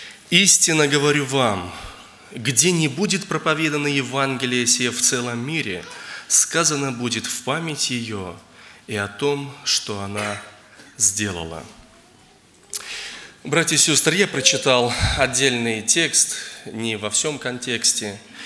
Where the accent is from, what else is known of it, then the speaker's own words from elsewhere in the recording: Zheleznogorsk, Russia; я из Железногорска.